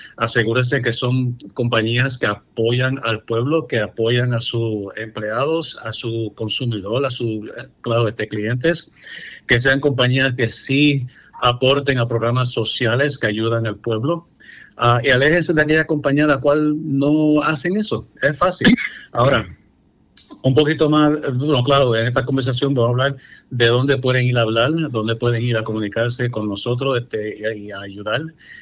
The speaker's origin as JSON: {"language": "Spanish", "town": "New York City", "region": "New York", "country": "United States", "tie": "born or raised there", "said": "obviamente nacido y criado en la ciudad de Nueva York, soy puertorriqueño"}